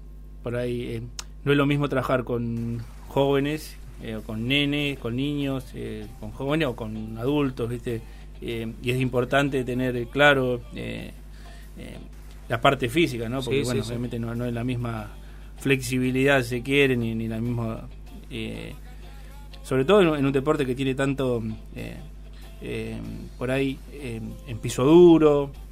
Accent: Buenos Aires, Argentina; born there; soy porteño, pero soy argentino, sería porteño porque nací en Buenos Aires, no porque en la provincia de Buenos Aires, no porque haya nacido en capital.

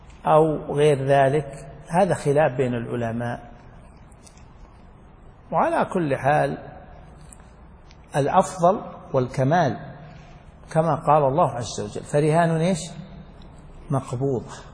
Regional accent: Najd, Saudi Arabia; وعليه عمل الناس من قديم، خاصة عندنا في نجد

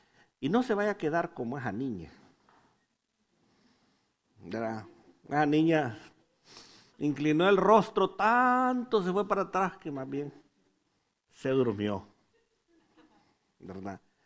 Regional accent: Honduras; moved away; Como hondureño diría, estaba güero el hombre.

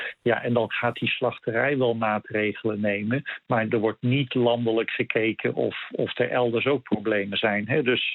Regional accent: Netherlands; now in Canada; Ja, als Nederlander is dat vreselijk wennen.

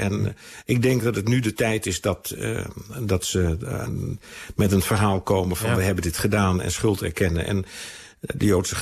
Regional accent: Amsterdam, North Holland, Netherlands; Ik kom zelf uit Amsterdam. Mm-hmm. Mijn ouders zijn uit die stad ontvlucht in de oorlogsjaren

